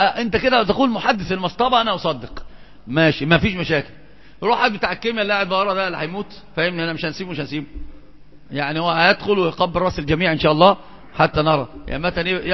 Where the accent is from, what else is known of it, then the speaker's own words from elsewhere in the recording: Egypt; نحن عندنا في مصر في مثل مشهور جدا